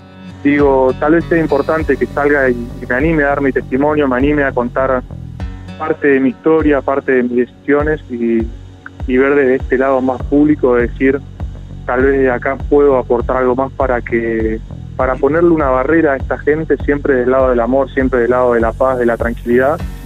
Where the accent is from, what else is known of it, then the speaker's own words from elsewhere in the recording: Santa Rosa, La Pampa, Argentina; Yo soy de Santa Rosa, de La Pampa, entonces venía a Buenos Aires a verlo.